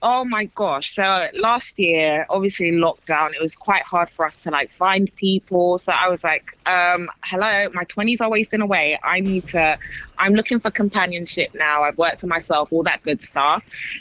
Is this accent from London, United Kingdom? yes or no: yes; London, United Kingdom; You know, like I'm from London.